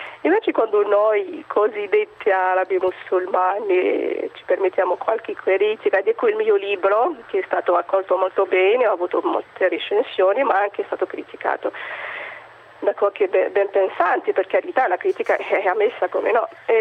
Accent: Algeria; Italian is a second language; now in Italy; io dico per esempio da algerina, vivo in Italia

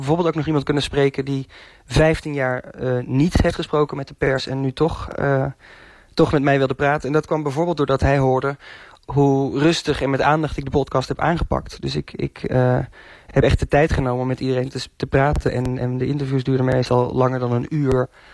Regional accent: North Brabant, Netherlands; en ik kom uit de buurt van Vught

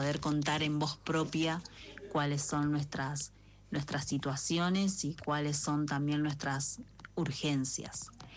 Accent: Merlo, San Luis, Argentina; soy integrante de Trenza Raíz, comunidad de mujeres afroargentinas y afrodescendientes de Merlo San Luis

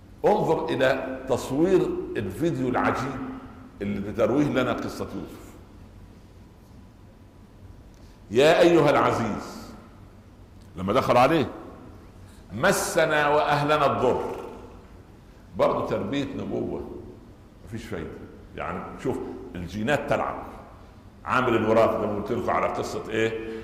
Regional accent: Egypt; لا يعني كان يقولوا مثلا عندنا في مصر

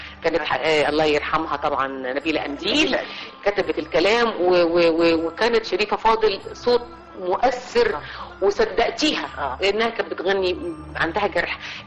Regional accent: Egypt; لما بديتي تسافري وبديتي تروحي بلد وتقولي انا من مصر

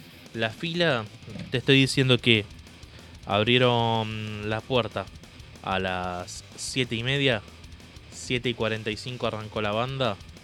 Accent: Argentina; Nosotros, como argentinos, conociendo el sketch, nos cagábamos de risa

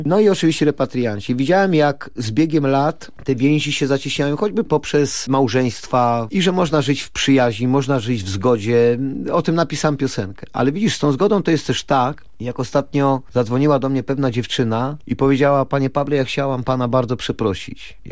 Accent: Opole Voivodeship, Poland; Ponieważ ja wychowałem się na Opolszczyźnie, to jest bardzo specyficzny region. Tam już właściwie Unia Europejska była jeszcze przed powstaniem Unii Europejskiej, ponieważ tam mieszkali i przesiedleńcy ze wschodu, z Kresów, i autochtoni, Ślązacy, czy wręcz Niemcy. Ślązacy i Niemcy.

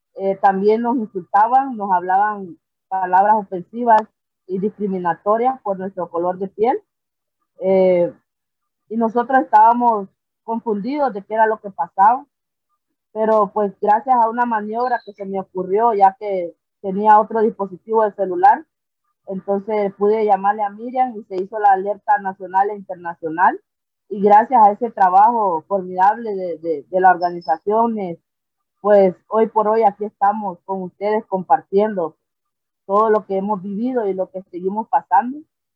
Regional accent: Trujillo, Colón, Honduras; Soy de Trujillo, Colón, garífuna, orgullosamente.

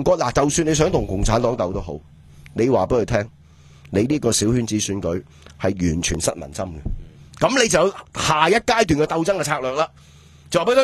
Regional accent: Hong Kong

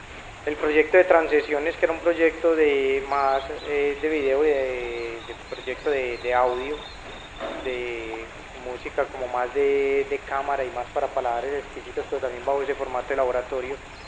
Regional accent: Medellín, Antioquia, Colombia; Por estos días, bueno, vengo de Medellín.

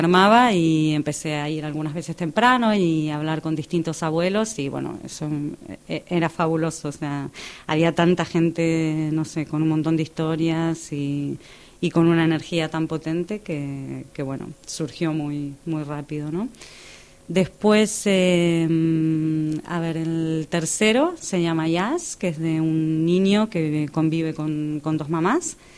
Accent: Argentina; now in Barcelona, Spain; vengo desde Argentina. Hace unos 10 años que estoy en Barcelona

